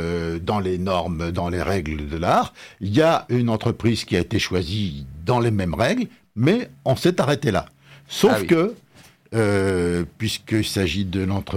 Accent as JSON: {"language": "French", "town": "Lille", "region": "Hauts-de-France", "country": "France", "said": "je voulais vous dire un truc qui me chiffonne en tant que Lillois."}